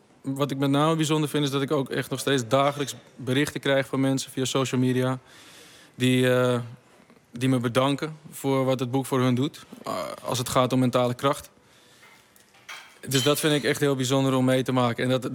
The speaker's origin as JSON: {"language": "Dutch", "region": "Randstad", "country": "Netherlands", "said": "Ik ben nu 33. Ja, dat was. Ik kom uit de Randstad"}